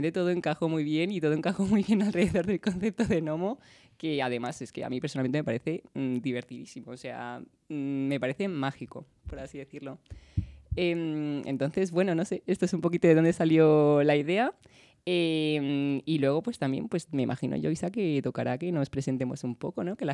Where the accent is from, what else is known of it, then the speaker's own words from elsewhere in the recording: Madrid, Community of Madrid, Spain; mi familia pues de Canarias, pero yo soy de aquí de Madrid.